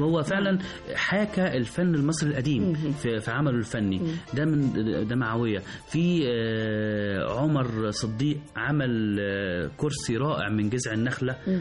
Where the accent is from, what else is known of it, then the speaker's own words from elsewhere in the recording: Egypt; فإحنا كمصريين عندنا الحرفة دي من قديم الأزل، فإحنا دلوقتي بنحييها